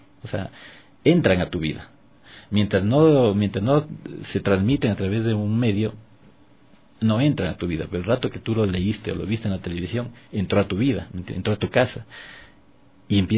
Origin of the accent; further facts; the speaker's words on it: Ecuador; un retrato de nosotros mismos, de lo que somos y de lo que hemos sido como ecuatorianos